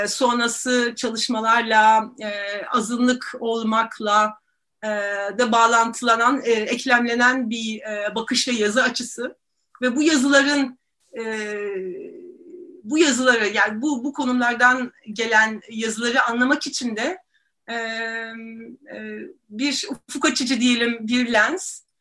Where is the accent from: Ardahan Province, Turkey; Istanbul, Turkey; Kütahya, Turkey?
Istanbul, Turkey; tabii ki İstanbulluyum ve Boğazlıyım demek isterim.